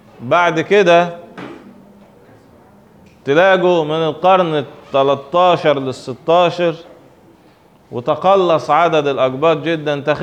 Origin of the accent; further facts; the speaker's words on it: Egypt; لان هو متسجل عندنا في تاريخنا احنا كمصريين